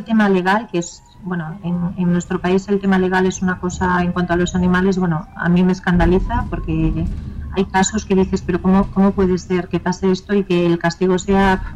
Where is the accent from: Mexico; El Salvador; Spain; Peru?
Spain; es cierto que siempre somos españoles